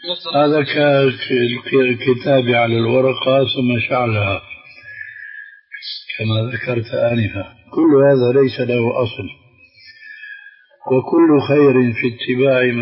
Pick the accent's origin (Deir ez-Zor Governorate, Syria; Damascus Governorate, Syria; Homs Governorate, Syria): Damascus Governorate, Syria; Damascus; هذه كانت تستعمل عندنا في دمشق مش مشان التضليل هذا، وإنما مشان الاستخارة.